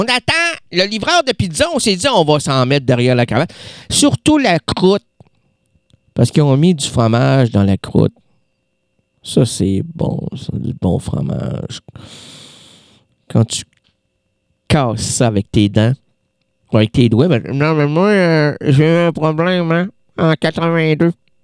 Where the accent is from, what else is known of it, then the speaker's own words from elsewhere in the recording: Quebec, Canada; C'est pour ça que chez nous, au Québec, aller dans les Laurentides, là, nos arbres sont sublimes.